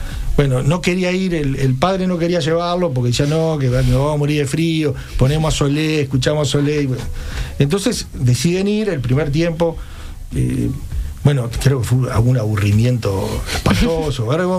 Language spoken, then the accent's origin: Spanish; Uruguay; como los uruguayos somos con el fútbol